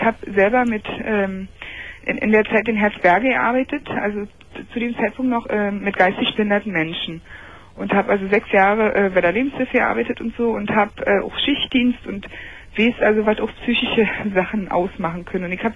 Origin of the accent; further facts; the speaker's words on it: Berlin, Germany; now in Lindlar, Germany; Ja, also ich höre deine Sendung, also ich komme hauptamtlich aus Berlin.